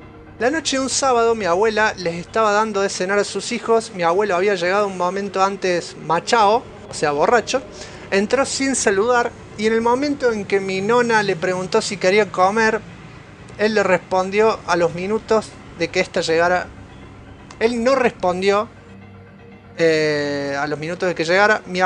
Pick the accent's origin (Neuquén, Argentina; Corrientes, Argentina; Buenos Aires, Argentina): Buenos Aires, Argentina; soy de Capital.